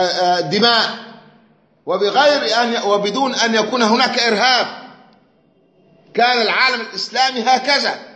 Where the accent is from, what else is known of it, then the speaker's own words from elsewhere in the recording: Egypt; المذهب الشافعي عندنا في مصر